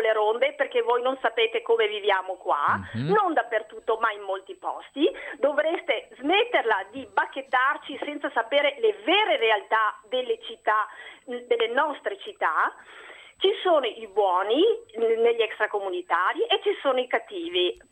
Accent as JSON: {"language": "Italian", "town": "Padua", "region": "Veneto", "country": "Italy", "also_born_or_lived": "Switzerland", "said": "Sì, da Padova, sono nata in Svizzera"}